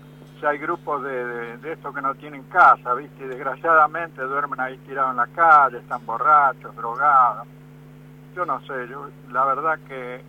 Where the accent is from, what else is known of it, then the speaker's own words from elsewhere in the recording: Mar del Plata, Buenos Aires Province, Argentina; No, yo soy de Mar del Plata.